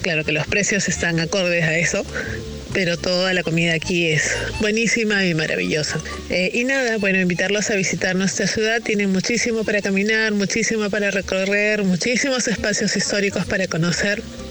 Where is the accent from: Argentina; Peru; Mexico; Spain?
Peru; Callao; born there; now in Lima, Peru; vivo en Lima, aunque nací en El Callao, que es una provincia que está pegadita, una ciudad costera.